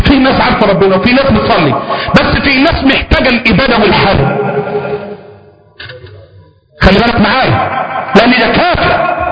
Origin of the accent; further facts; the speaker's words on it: Egypt; ما احنا عارفين مصريين احنا